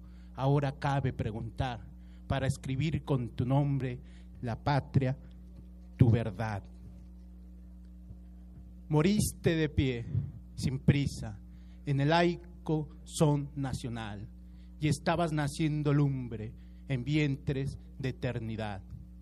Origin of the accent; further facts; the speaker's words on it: State of Mexico, Mexico; yo como soy del municipio de Catepec, Estado de México